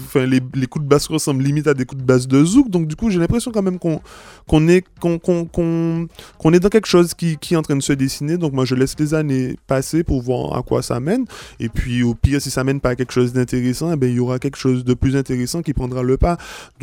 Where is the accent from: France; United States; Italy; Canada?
France; Martinique; je ne peux pas, moi, en tant que Martiniquais, arriver sur la scène internationale